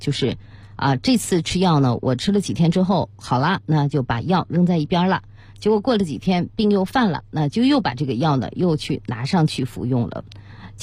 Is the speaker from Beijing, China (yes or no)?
yes; Beijing, China; 我们北京人呢喜欢吃涮火锅